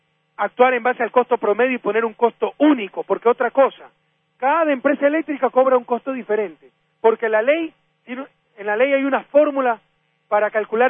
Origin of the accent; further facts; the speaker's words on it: Guayaquil, Guayas, Ecuador; born there; que es la Guardia de Choque del Partido Social Cristiano en mi ciudad natal.